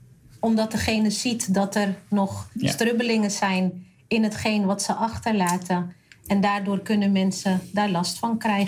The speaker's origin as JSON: {"language": "Dutch", "region": "North Brabant", "country": "Netherlands", "said": "Nou kom ik uit Brabant, dus moest ik wel heel veel dingen uitleggen."}